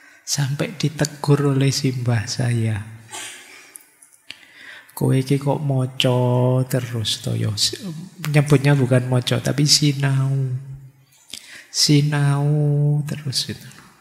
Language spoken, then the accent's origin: Indonesian; Java, Indonesia; karena saya orang Jawa. Ngertinya juga tentang Jawa.